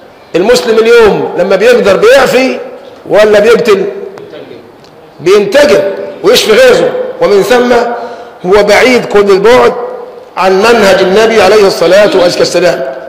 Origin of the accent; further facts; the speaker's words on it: Egypt; أنت مصري وأنا مصري، إيه اللي يفصلني عنك أو يفصلك عني؟